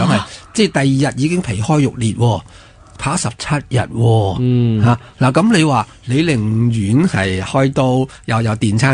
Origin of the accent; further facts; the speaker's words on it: China; 原来打坐我哋中国人都有2000几年嘅历史啦